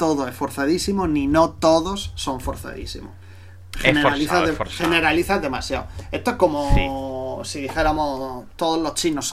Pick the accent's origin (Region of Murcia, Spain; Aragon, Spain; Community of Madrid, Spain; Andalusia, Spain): Region of Murcia, Spain; vosotros dos que sois canarios y yo que soy murciano